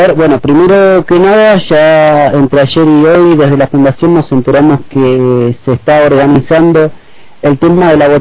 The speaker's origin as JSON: {"language": "Spanish", "region": "Patagonia", "country": "Argentina", "lives_now": "Caracas, Venezuela", "said": "Sí, sí, yo soy de Argentina. Viví en varios lugares, así que más que nada en la Patagonia, soy patagónico."}